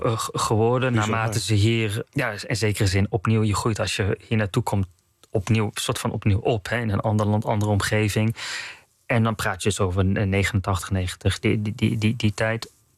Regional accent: North Brabant, Netherlands; Ik ben tot 2002 opgegroeid in Brabant. Het katholieke zuiden.

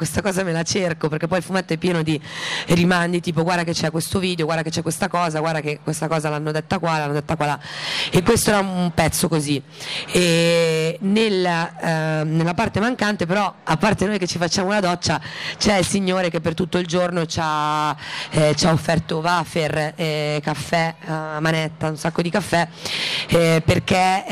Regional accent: Cinisello Balsamo, Lombardy, Italy; io sono di Cinisello Balsamo, e a Cinisello Balsamo sono nata in via Martiri Palestinesi

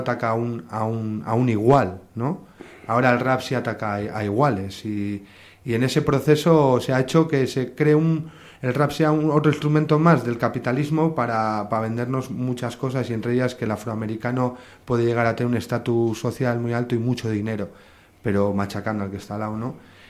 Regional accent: Barakaldo, Basque Country, Spain; Él se fue y ya los demás componentes somos todos de Baracaldo.

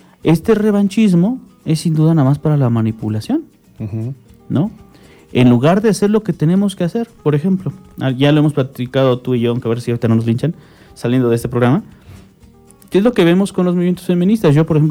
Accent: Tlalnepantla, State of Mexico, Mexico; prevalezca más tu derecho sobre el mío que claro soy de Tlalnepantla.

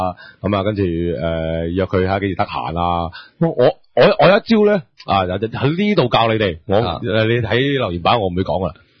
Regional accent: Hong Kong; 珠江珠海啊、東莞啊、廣州啊呢啲，我哋香港人都 OK 嘅。

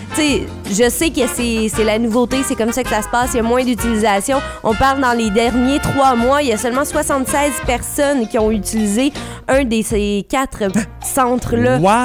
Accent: Trois-Rivières, Quebec, Canada; Un petit peu plus près de chez nous, à Trois-Rivières

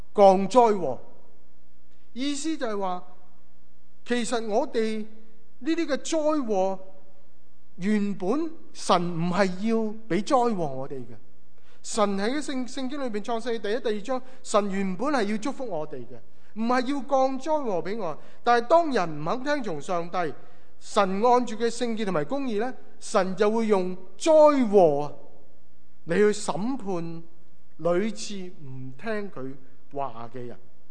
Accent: China; 有些好像我们中国人讲吹吉避凶的意思

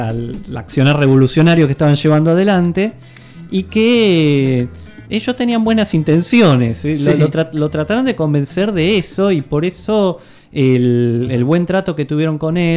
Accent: Argentina; como argentino, yo lo acepto como tal.

